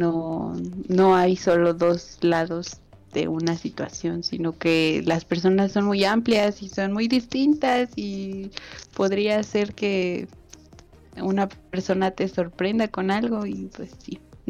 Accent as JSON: {"language": "Spanish", "country": "Mexico", "said": "soy de México. Entonces, pues ya más o menos te imaginarás el color de mi piel. Soy una bonita mezcla de mis raíces."}